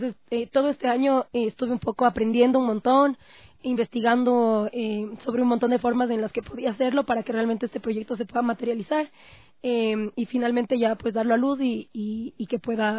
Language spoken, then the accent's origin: Spanish; Ecuador; nosotros como ecuatorianos podamos tener